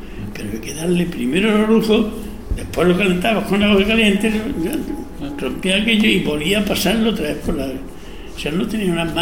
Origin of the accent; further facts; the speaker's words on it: Huelma, Andalusia, Spain; Yo soy de mi huerma, soy muy de mi pueblo.